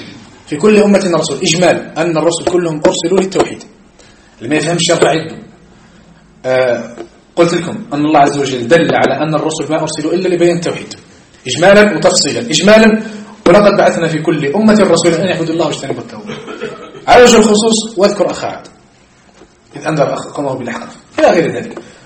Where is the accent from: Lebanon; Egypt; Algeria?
Algeria; لكن احنا عندنا في الجزائر